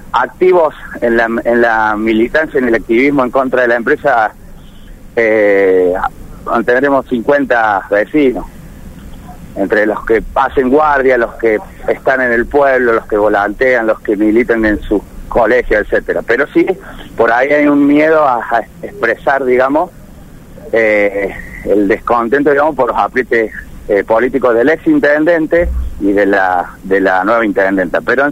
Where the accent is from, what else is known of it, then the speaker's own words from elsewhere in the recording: Córdoba, Argentina; soy vivo 5 minutos de Malvinas, ¿no? Un pueblo que está muy cerca, no soy vecino precisamente de Malvinas, soy de un barrio de Córdoba, pero estoy muy cerca de ellos.